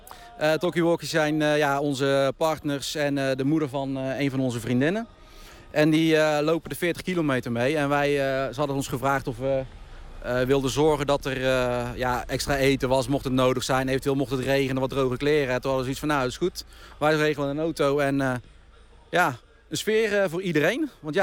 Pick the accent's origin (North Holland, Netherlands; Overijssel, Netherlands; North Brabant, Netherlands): North Brabant, Netherlands; Breda; nu hebben we komen allemaal uit Breda en omgeving.